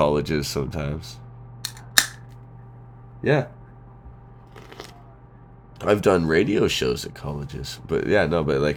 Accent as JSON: {"language": "English", "country": "Canada", "said": "It's funny because we haven't really mentioned too much that we're Canadian, really."}